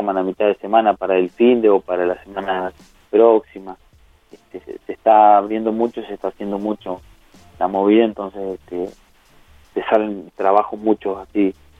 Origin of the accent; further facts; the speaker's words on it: Victorica, La Pampa, Argentina; Exacto, ayer estuve en mi pueblo, en Victorica